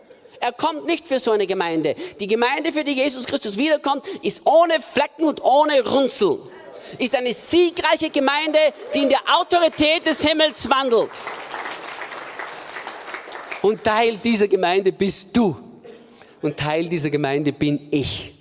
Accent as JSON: {"language": "German", "country": "Austria", "lives_now": "Germany", "said": "Bei uns zu Hause in Österreich würde man sagen, Pudelnockert auszogen."}